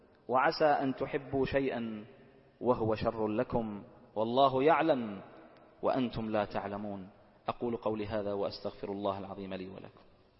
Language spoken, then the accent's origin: Arabic; Bahrain; واجعل بلدنا البحرين آمنة مطمئنة، سخاء رخاء